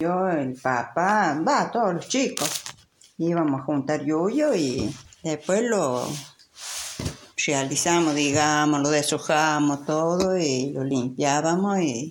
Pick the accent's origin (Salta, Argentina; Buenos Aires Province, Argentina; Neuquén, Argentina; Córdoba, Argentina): Córdoba, Argentina; Luyaba; Yo soy de Luyaba, arriba del Portezuelo. Ah. Ahí vivían mis padres. Sí, después, bueno, ya me casé y ya me crucé de loma.